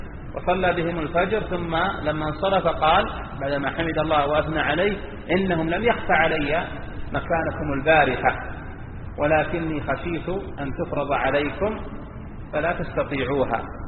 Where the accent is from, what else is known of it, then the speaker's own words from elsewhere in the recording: Saudi Arabia; أنت ممكن في بلدنا المملكة العربية السعودية الحمد لله الشأن أخف